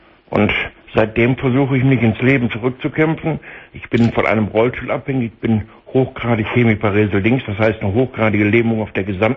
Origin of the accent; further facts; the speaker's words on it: Solingen, North Rhine-Westphalia, Germany; born there; also born or lived in Berlin; Ich bin dann von Berlin wieder nach Hause gezogen, in meine Geburtsstadt nach Solingen.